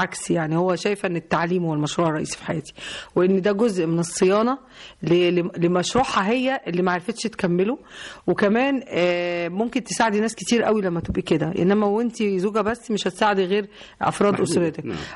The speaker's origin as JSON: {"language": "Arabic", "town": "Nekheila", "region": "Asyut Governorate", "country": "Egypt", "tie": "born there", "said": "طبعا انا والدتي كانت من الصعيد، وانا كمان مواليد قريه النخيله"}